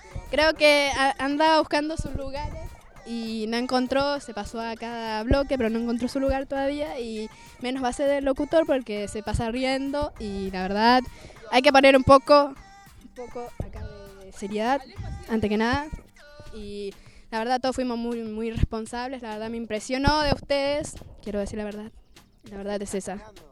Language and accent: Spanish; Paraguay; Somos paraguaya.